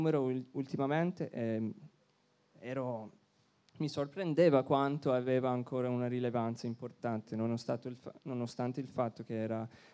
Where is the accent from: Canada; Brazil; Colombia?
Canada; now in Berlin, Germany; io sono canadese, noi siamo a Berlino con questa rivista